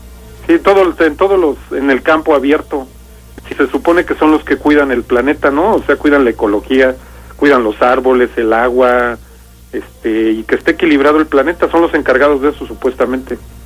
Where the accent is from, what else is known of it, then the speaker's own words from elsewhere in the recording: Bajío, Mexico; Se supone que allá en las cuevas de la región de donde soy yo y de todo el Bajío, se supone que de las cuevas salen los famosos cheneques.